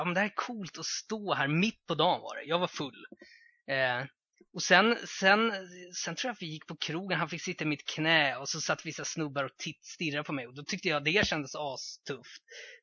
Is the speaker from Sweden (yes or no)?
yes; Botkyrka, Stockholm County, Sweden; För jag var från Botkyrka också.